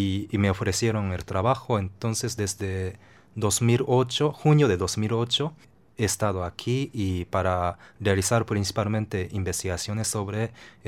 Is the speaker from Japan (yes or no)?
yes; Japan; Spanish is a second language; Que como que un japonés habla